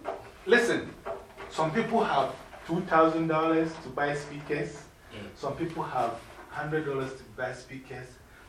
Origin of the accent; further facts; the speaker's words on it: Ghana; moved away as an adult; now in United States; I went to college here when I came from Ghana, half state. It's called State University of Bradford. State University of New York, Bradford, Rochester. Okay, now, there were three Ghanaians at the college.